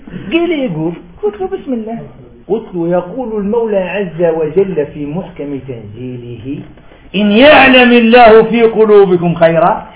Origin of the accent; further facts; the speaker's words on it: Algeria; وأنا في الجزائر صح صيدي أنا قريت جزائري